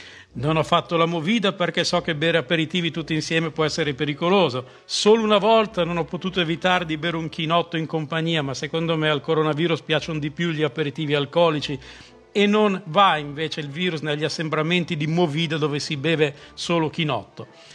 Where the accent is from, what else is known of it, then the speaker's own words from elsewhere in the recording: Milan, Lombardy, Italy; sono milanese